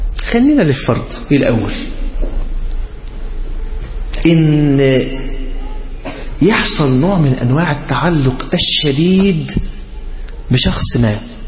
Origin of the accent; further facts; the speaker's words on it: Egypt; عندنا في مصر منتشر مسألة ان هو تبقى هي محجبة وبتلبس فستان